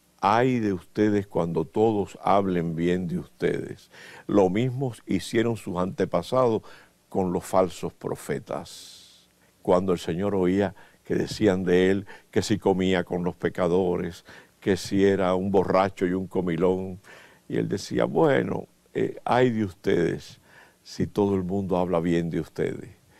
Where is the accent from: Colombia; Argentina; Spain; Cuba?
Cuba; he tenido un ministerio, yo diría tan feliz, tan cariñoso de parte de mi pueblo cubano